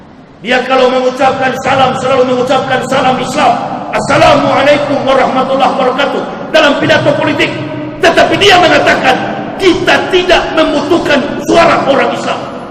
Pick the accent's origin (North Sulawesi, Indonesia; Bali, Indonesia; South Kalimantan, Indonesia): North Sulawesi, Indonesia; Manado; now in Jakarta, Indonesia